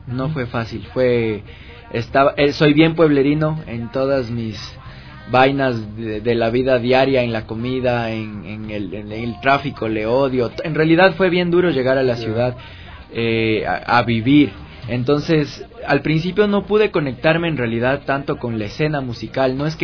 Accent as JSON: {"language": "Spanish", "town": "Macas", "region": "Morona Santiago", "country": "Ecuador", "tie": "born or raised there", "also_born_or_lived": "Quito", "said": "yo nací acá en Quito y me fui cuando era bien pelado a vivir a Macas con mi familia."}